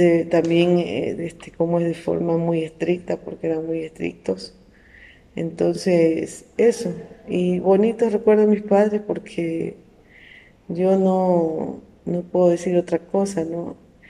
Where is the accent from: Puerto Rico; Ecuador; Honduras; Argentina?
Ecuador; Pedernales, Manabí; nosotros nos criamos acá, nacimos acá en Pedernales, pero vivíamos como quiera en el campo, que es en la vía Cojimíes.